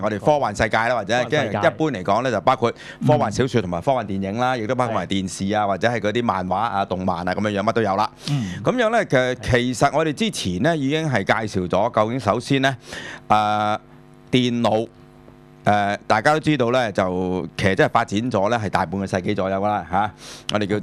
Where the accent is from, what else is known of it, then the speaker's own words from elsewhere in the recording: China; 我哋中國人所發明嘅，嚇、已經有好耐歷史嘅啦